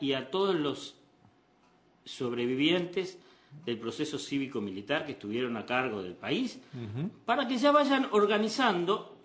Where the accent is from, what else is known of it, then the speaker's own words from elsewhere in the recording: Uruguay; uno puede ir como uruguayo, como oriental, como americano